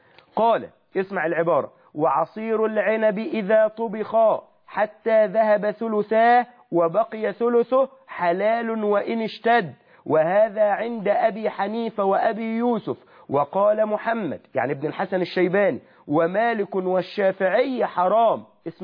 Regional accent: Egypt; accent: Egyptian; إن أنت بتقول ببلع بلهجتنا المصرية

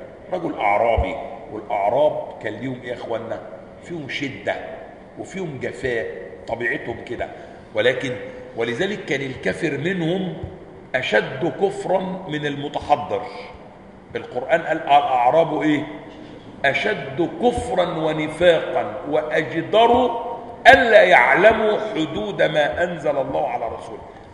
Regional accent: Upper Egypt, Egypt; اصل انا صعيدي على فكره عشان بس ما تفتكروش العمليه، انا صعيدي الصعيدي، ها واخدين بالكم؟ والدماغ دماغ صعيدي

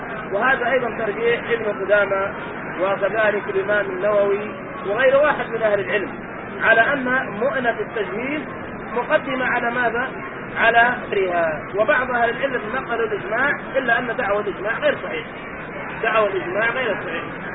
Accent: Yemen; ونحن عندنا في اليمن نعمة عظيمة أن الناس ما ينقذوا شيء، وإنما لله وفي الله

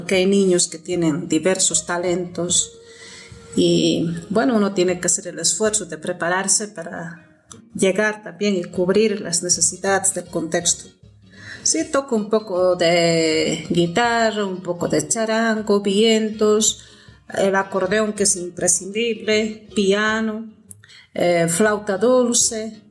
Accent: Potosí, Bolivia; Soy potosina, vivo en Potosí.

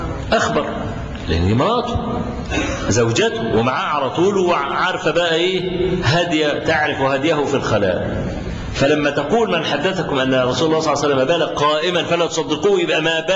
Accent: Egypt; فلو افترضنا مثلا رجلا مصريا، وأنا مصري

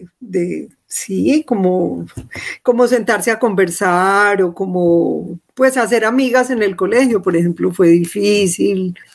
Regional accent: Antioquia, Colombia; Yo crecí en Laureles, que era un barrio lleno de lotes y de ratas.

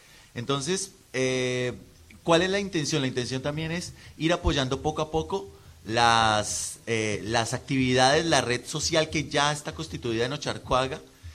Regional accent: Bilbao, Basque Country, Spain; Somos de Bilbao.

